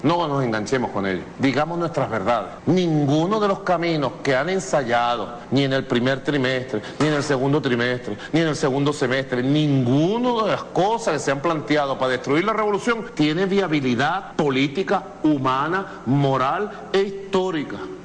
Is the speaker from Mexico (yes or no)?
no; Venezuela; Y yo lo repudio, primero como venezolano, como ser humano de esta patria